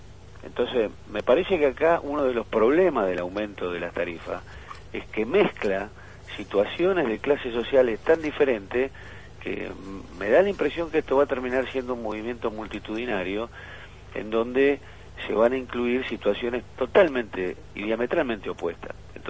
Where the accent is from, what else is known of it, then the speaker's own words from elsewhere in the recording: Argentina; habrá que rediscutir nosotros como argentinos.